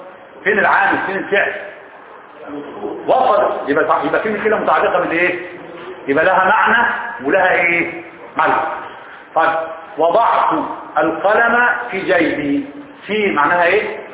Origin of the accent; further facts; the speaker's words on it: Egypt; بيقولوها المصريين صح ما انا منهم انا مصري برضه ولا ايه